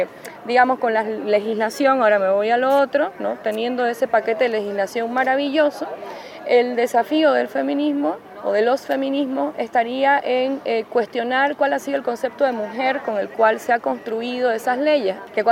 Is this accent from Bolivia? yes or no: yes; Bolivia; la agenda del aborto es una agenda a la que también hemos apostado en Bolivia.